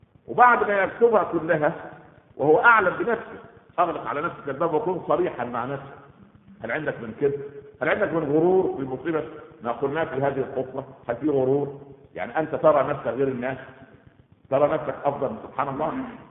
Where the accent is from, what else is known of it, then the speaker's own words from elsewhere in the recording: Egypt; هكذا يقال في المثل عندنا في مصر، طالما في مغفل يبقى في نصاب